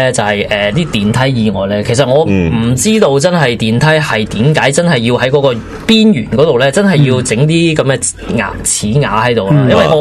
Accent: Guangzhou, Guangdong, China; 系我哋系我哋广州人先会觉得有问

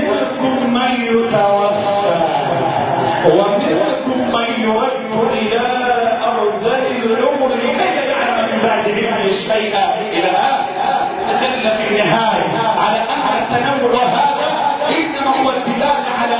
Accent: Egypt; اللهم احفظ لنا بلدنا مصر

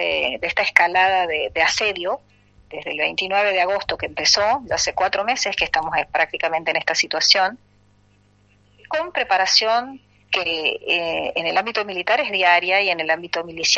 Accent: Salta, Argentina; nosotros los salteños sabemos mucho porque venimos de la tierra de Güemes

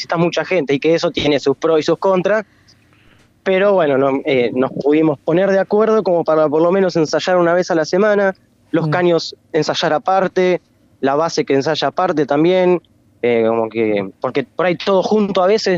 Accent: La Plata, Buenos Aires Province, Argentina; soy de La Plata, ¿no? A mí yo no me iría a ningún lado, me moriría acá en La Plata

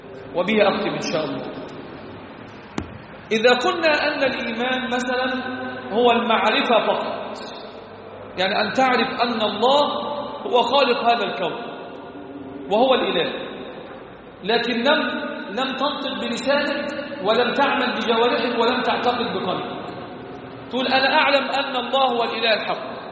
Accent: Egypt; عندنا في مصر يزهدون في العمل، لا يصلون الصلوات في جماعة

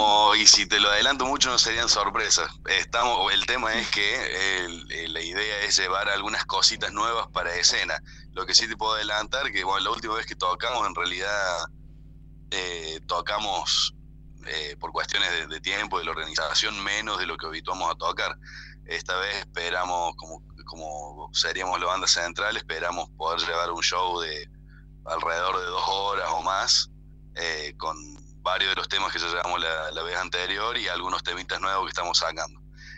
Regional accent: Río Cuarto, Córdoba, Argentina; Nosotros tenemos un circuito chico acá en el sur de la provincia de Córdoba, que nosotros somos de Río Cuarto.

